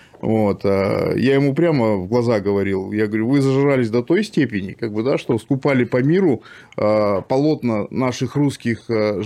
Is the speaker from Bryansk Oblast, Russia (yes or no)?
no; Kurgan, Kurgan Oblast, Russia; born there; Я просто сам из Курганской области, да, я в Кургане родился.